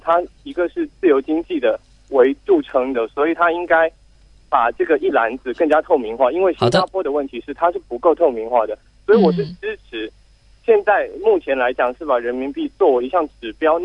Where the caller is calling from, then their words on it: Hubei, China; 我来自湖北。